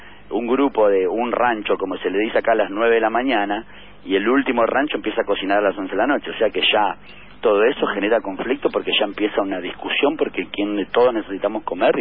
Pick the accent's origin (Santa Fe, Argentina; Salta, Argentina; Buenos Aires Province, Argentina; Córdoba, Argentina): Buenos Aires Province, Argentina; Capilla del Señor; De Capilla del Señor.